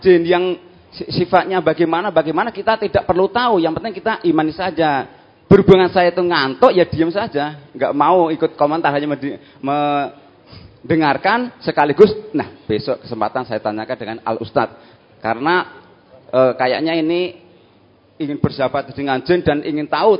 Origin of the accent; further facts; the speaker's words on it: Ogan Komering Ulu, South Sumatra, Indonesia; Kembali bertanya, kami luruskan, saya dari Oku Induk, Pak.